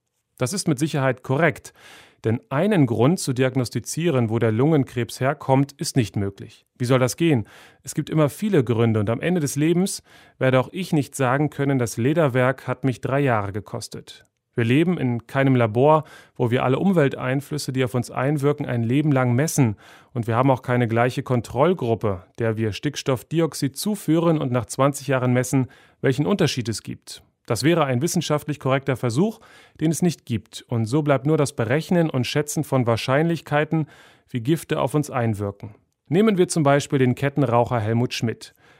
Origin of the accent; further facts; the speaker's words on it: East Germany, Germany; Ich bin in der DDR groß geworden